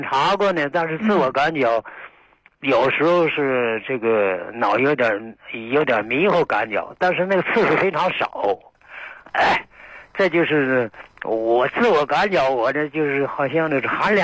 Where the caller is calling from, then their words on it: Anshan, Liaoning, China; 我是鞍山的。